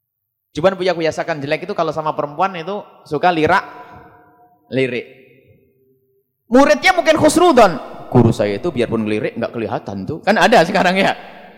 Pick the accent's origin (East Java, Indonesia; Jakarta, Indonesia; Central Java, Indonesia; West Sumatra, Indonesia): East Java, Indonesia; Saya Jawa Timur. Jadi kalau ngomong Jawa Barat enggak enak di sini, Jawa Timur karena kami Jawa Timur. Cuman sekarang sudah jadi Jawa Barat, KTP-nya sudah resmi Jawa Barat.